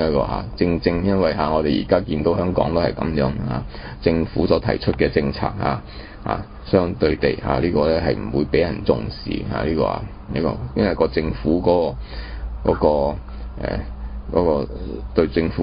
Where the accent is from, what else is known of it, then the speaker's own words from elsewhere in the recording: China; 但是因為我們中國人自己冇精神啊